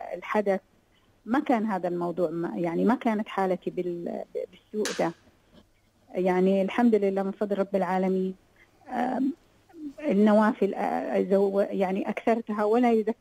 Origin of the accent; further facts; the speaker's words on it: Saudi Arabia; أنا سعودية وهو غير سعودي.